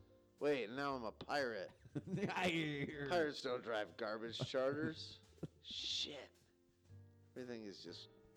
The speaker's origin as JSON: {"language": "English", "region": "Iowa", "country": "United States", "tie": "born or raised there", "said": "I grew up in Iowa."}